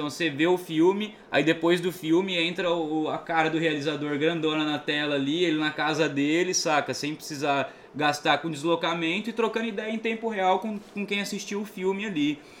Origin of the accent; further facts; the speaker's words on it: Cuiabá, Mato Grosso, Brazil; eu venho lá de Cuiabá, lá em Cuiabá eu só tenho sala de cinema em shopping